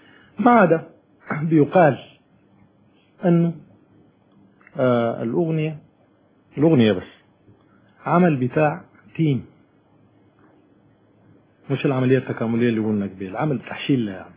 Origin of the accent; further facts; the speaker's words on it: Sudan; احنا عندنا في السودان نفس الصورة